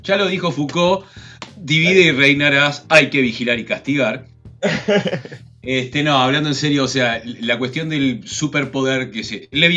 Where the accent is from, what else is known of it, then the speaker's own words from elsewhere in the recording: Uruguay; En Uruguay, yo desde que tengo uso de razón